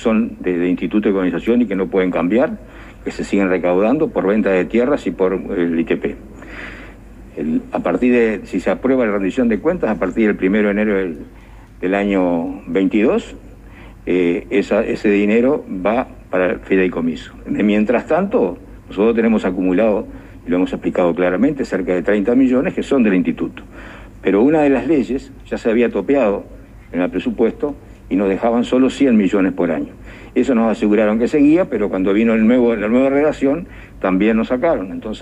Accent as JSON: {"language": "Spanish", "country": "Uruguay", "said": "en el sentido de que somos todos uruguayos"}